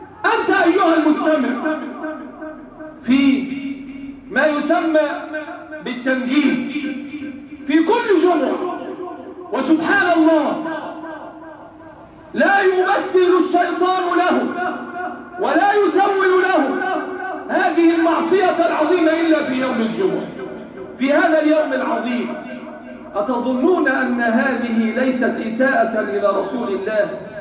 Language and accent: Arabic; Egypt; اللهم احفظ بلادنا مصر وسائر بلاد